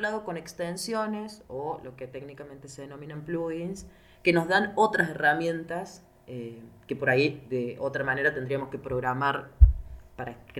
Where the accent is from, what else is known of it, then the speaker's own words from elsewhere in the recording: Argentina; yo soy de Argentina